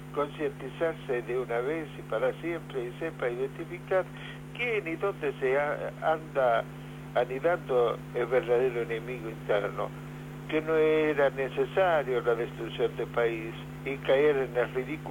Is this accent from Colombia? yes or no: no; Argentina; así somos los argentinos